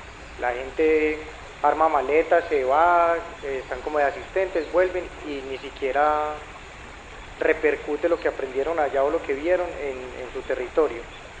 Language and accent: Spanish; Medellín, Antioquia, Colombia; Por estos días, bueno, vengo de Medellín.